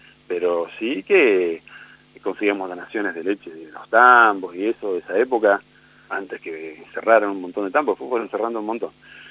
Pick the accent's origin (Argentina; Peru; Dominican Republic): Argentina; Buenos Aires; yo vengo de afuera, vengo de la provincia de Buenos Aires, entonces no conocía los barrios mucho de la ciudad